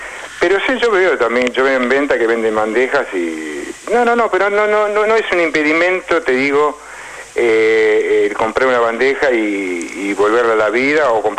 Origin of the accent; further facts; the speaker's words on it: Argentina; como argentino, yo me incluyo, porque soy argentino